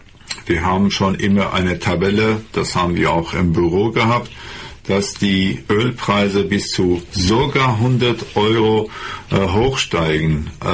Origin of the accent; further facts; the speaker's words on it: Iran; German is a second language; now in Germany; Im Iran, wo ich herkomme